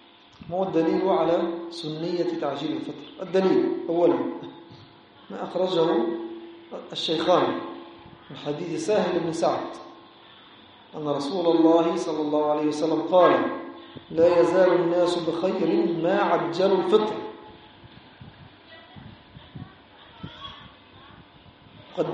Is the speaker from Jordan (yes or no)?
no; Egypt; now in Nouakchott, Mauritania; وهذا عندنا في مصر